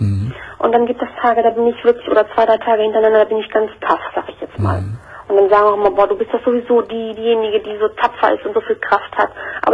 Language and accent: German; Cologne, North Rhine-Westphalia, Germany; now in Schleswig-Holstein, Germany; Und mein Ex-Mann, also wir sind eigentlich Kölner, ja. Das ist das Witzige noch. Und ich wohne aber jetzt mit meinem neuen Mann in Schleswig-Holstein